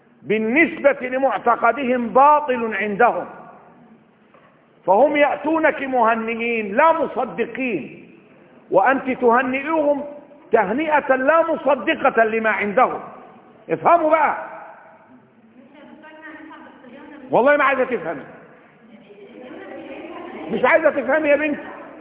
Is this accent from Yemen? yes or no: no; Upper Egypt, Egypt; وعندنا في الصعيد لما بيقول الواحد بيسيب دقن 40 يوم حزنا، ده صحيح، اللي من الصعيد يعرف كده